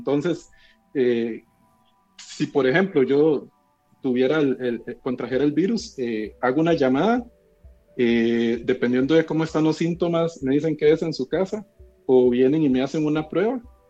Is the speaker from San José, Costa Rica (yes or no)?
yes; San José, Costa Rica; Yo soy de San José, estoy acá en la capital.